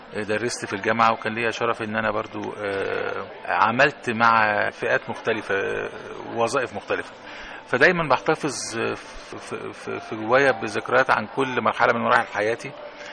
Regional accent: Egypt; هي بلدنا مصر، مرتبطة بينا بالاسم، بالجنسية، بالباسبور، بالميلاد، بالمنشأ، بالممات.

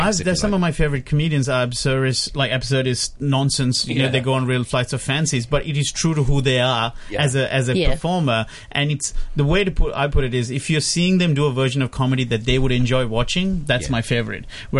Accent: Sri Lanka; So I'm originally from Sri Lanka

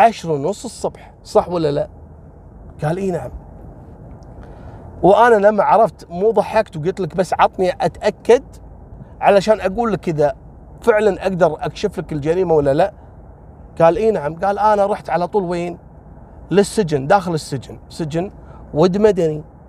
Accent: Kuwait; تعرفون إحنا عندنا في الكويت مطبقين الحظر الجزئي

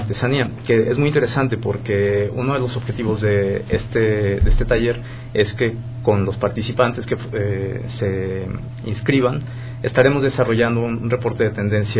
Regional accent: Campeche, Mexico; Soy del estado de Campeche, en el sureste del país, sí.

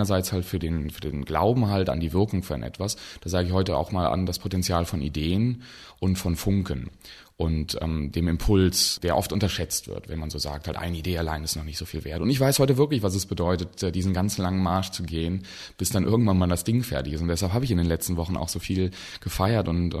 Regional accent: Bonn, North Rhine-Westphalia, Germany; Ich bin ja in Bonn aufgewachsen, zur Schule gegangen, halt zur Universität

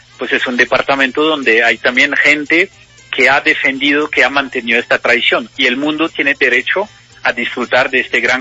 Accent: Lyon, Auvergne-Rhône-Alpes, France; Yo soy de Lyon.

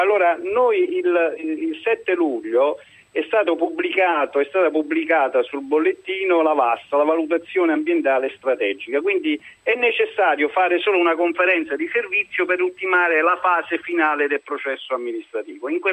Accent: Cassino, Lazio, Italy; Da Cassino.

